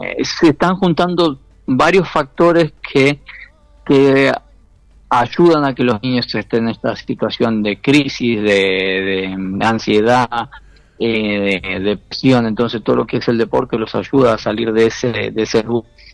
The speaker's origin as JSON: {"language": "Spanish", "country": "Argentina", "said": "desde Argentina yo no me fui como capellán, pero no sé si como argentino"}